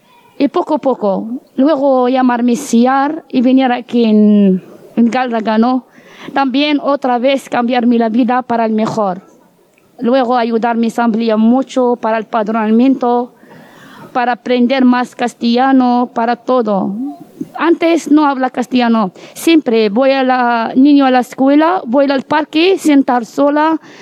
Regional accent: Morocco; Spanish is a second language; moved away as an adult; now in Spain; de Marruecos. Tengo 31 años. Yo vengo en España para cambiarme la vida.

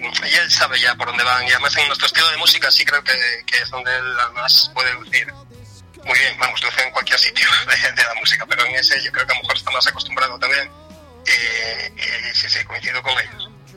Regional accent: Mieres, Asturias, Spain; yo soy de Mieres, entonces de Mieres de hace muchísimos años, ya éramos amigos

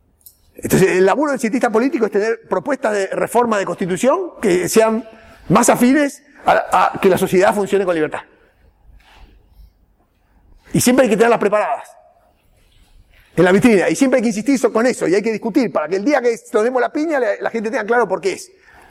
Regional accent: Argentina; Esto lo digo como argentino, donde hay una crisis cada 10 años

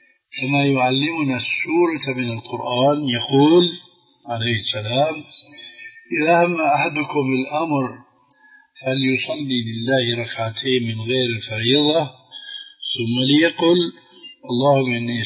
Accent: Damascus, Damascus Governorate, Syria; هذه كانت تستعمل عندنا في دمشق مش مشان التضليل هذا، وإنما مشان الاستخارة.

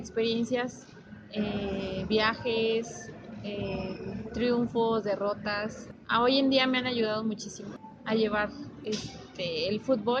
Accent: Guadalajara, Jalisco, Mexico; born there; also born or lived in Aguascalientes; soy nacida en Guadalajara, pero mis experiencias futbolísticas han sido aquí en Aguascalientes

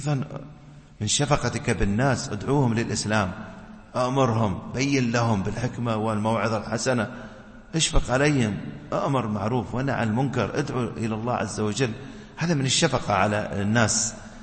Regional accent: United Arab Emirates; في كثير من المساجد عندنا في الإمارات

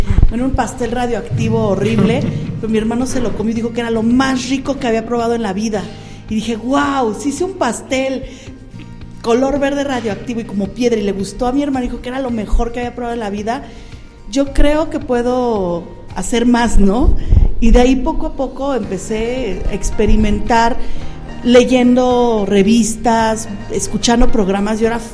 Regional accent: Mexico City, Mexico; now in Pachuca, Mexico; yo soy originaria del Distrito Federal. Tenemos 10 años viviendo en la ciudad de Pachuca. Realmente nos mudamos a Pachuca porque mi esposo es originario de aquí del estado de Hidalgo.

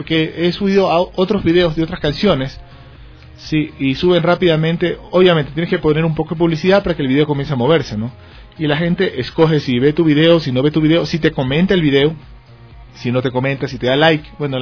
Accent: Guayaquil, Guayas, Ecuador; Yo soy guayaquileño. Pero por diferentes temas en la vida. Me ha tocado vivir en bastantes ciudades. De hecho, a Dios gracias, conozco casi todo el Ecuador

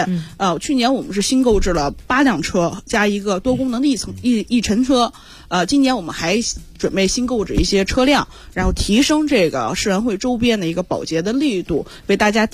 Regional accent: Zhangjiakou, Hebei, China; 张家口人。

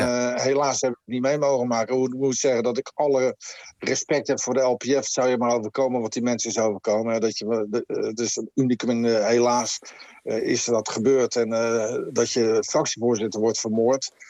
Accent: Netherlands; Wij zijn Nederlanders en wij bepalen zelf wie onze premier wordt.

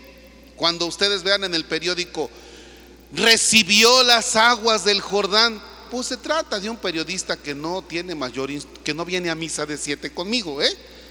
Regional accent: Mexico; Y nosotros somos mexicanos.

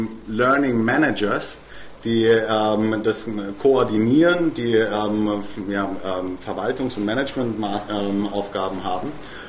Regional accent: Germany; ich bin Deutscher, ich kann kaum Spanisch

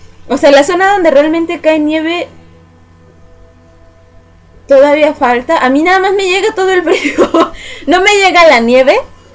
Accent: Mexico City, Mexico; No, no soy de Monterrey. Yo soy de aquí, de la ciudad, del ex Distrito Federal, ahora Ciudad de México. De mi montañita, aquí en el Ajusco es mi montañita de nieve.

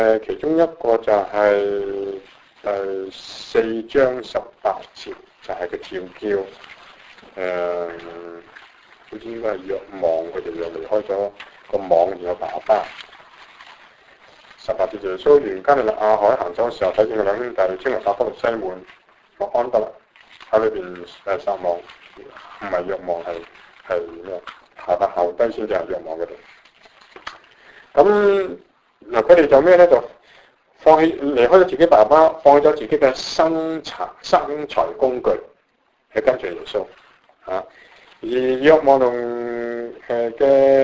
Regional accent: China; 即系我哋中国人讲系无师咩无师显见师啊

